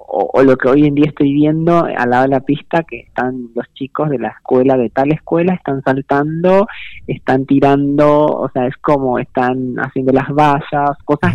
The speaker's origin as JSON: {"language": "Spanish", "country": "Paraguay", "moved": "yes", "lives_now": "Argentina", "said": "la diferencia que existe entre mi país, Paraguay, y Argentina es abismal"}